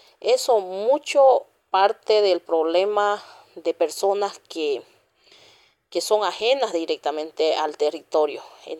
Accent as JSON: {"language": "Spanish", "town": "San José de Chiquitos", "region": "Santa Cruz", "country": "Bolivia", "said": "soy presidente de la Organización de Mujeres Indígenas de la Comunidad San Juan de Chiquitos, de la TCO Turboeste, municipio de San José de Chiquitos, del departamento de Santa Cruz."}